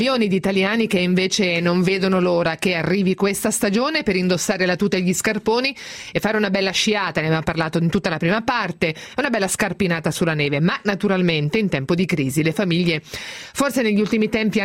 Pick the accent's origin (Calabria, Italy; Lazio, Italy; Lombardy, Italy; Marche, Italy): Marche, Italy; Ancona; born there; essendo nata ad Ancona, sono una marinaretta nata.